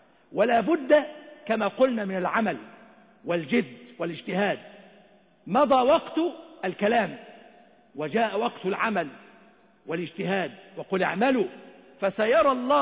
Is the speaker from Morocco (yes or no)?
no; Egypt; اللهم اجعل بلدنا مصر أمنا أمانا سخاء رخاء